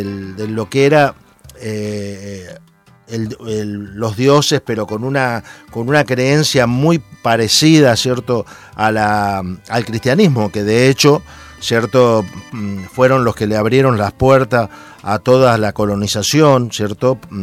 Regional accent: Santa Fe, Argentina; Por la zona que yo vengo de Argentina, que es la zona de Santa Fe, una zona que está muy ligada a los indios Toba, ¿cierto? A los indios Mocovíes, a los indios Guaraníes

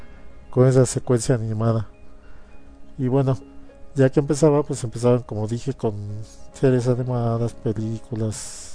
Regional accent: Mexico; que es la que la mayoría vimos y con la que crecimos, en ese entonces en México

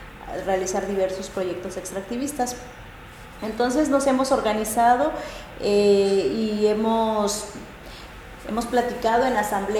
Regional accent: Chapultenango, Chiapas, Mexico; nosotras venimos de Chiapas, yo soy de Chapultenango, Chiapas, soy de la cultura Zoque. Los Zoques estamos ubicados al norte del estado de Chiapas. Somos una población de alrededor de 70.000 hablantes.

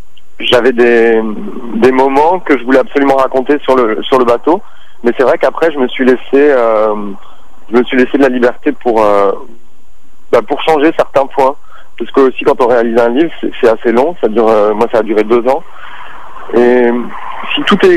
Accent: France; la France que je connais, moi je suis d'origine de France.

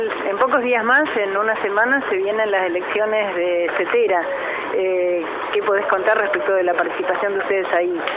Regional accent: Buenos Aires, Argentina; nosotros que somos de provincia de Buenos Aires, estatales en mi caso

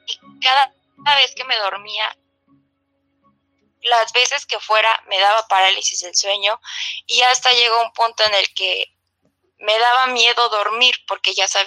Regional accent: Tláhuac, Mexico City, Mexico; de México. Soy de Tlahuita la Bella.

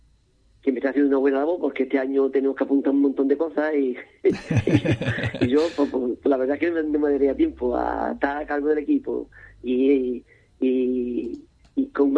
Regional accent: Cádiz, Andalusia, Spain; la soy aquí de Cádiz

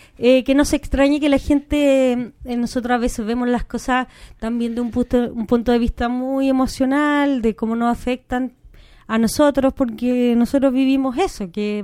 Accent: Chile; also born or lived in Spain; Yo soy chilena, Andreas es alemán y Pablo es argentino. Vivimos en España y ahora Andreas y yo vivimos en Chile.

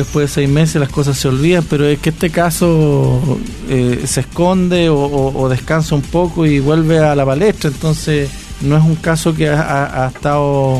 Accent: Río Claro, Venezuela; yo soy de Río Claro.

